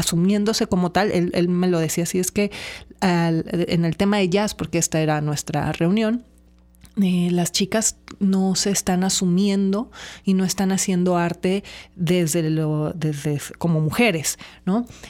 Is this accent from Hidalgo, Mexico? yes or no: no; Colima, Mexico; Yo crecí en Colima, que es un lugar muy pequeño